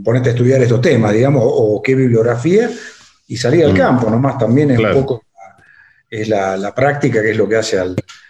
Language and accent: Spanish; Villa Mercedes, San Luis, Argentina; born there; now in Buenos Aires, Argentina; Yo soy nacido en Villa Mercedes, en San Luis. Pero mira. Por el trabajo de mi papá, viajamos por varios lados y finalmente recalé en Buenos Aires a estudiar.